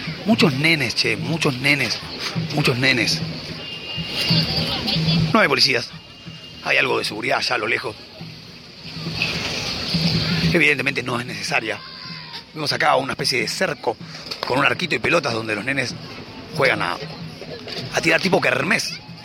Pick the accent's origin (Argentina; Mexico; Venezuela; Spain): Argentina; Y somos argentinos, ¿no? Con la soga al cuello aún resistimos